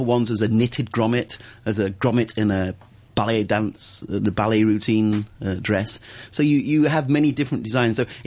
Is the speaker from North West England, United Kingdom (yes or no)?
yes; Wigan, North West England, United Kingdom; This is where I come from Wigan up north.